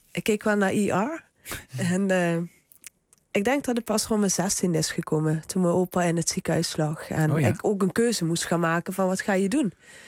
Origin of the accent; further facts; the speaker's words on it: Limburg, Netherlands; want ik kwam uit Zuid-Limburg.